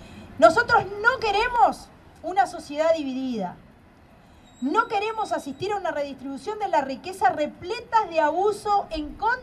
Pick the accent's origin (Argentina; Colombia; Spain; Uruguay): Uruguay; acá lo que manejan las cosas no somos los uruguayos y las uruguayas